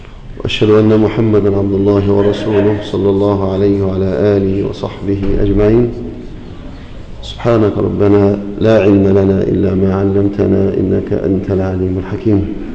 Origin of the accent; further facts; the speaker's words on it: Egypt; واجعل بلدنا مصر أمانا مطمئنة